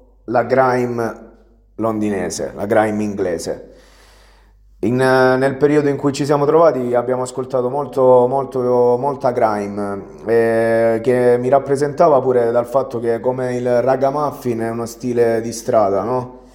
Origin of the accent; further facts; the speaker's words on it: Matino, Apulia, Italy; perché è un vecchio amico del mio paese di origine, Matino. Quindi tornato a Matino dopo, cioè durante la pandemia nel 2019